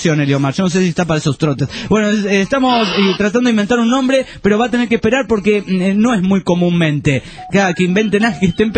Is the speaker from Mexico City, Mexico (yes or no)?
yes; Mexico City, Mexico; Soy de México DF y estoy muy encabronado porque nos quitaron la mejor estación de aquí.